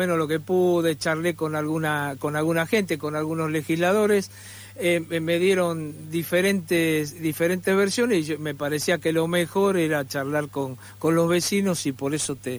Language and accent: Spanish; Buenos Aires, Argentina; los que somos de Boedo, yo soy de Boedo también